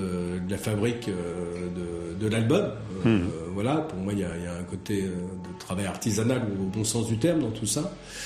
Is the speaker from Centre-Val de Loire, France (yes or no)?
yes; Centre-Val de Loire, France; Puisque en fait on est du Loir-et-Cher et pour l'instant on avait beaucoup tourné sur Loir-et-Cher